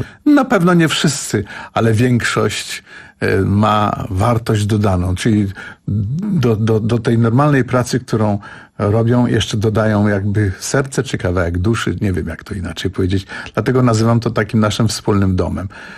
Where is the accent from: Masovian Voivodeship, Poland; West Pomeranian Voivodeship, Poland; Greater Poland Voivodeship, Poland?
Masovian Voivodeship, Poland; Warsaw; ponieważ jestem warszawiakiem od wielu pokoleń